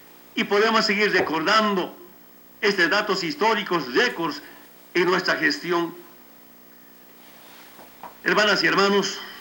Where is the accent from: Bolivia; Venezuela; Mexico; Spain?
Bolivia; Y ahora tenemos política propia como bolivianos.